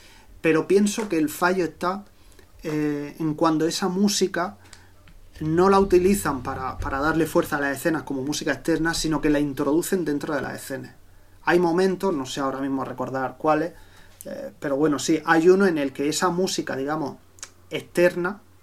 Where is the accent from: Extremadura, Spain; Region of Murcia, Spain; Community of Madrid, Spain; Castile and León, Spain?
Region of Murcia, Spain; vosotros dos que sois canarios y yo que soy murciano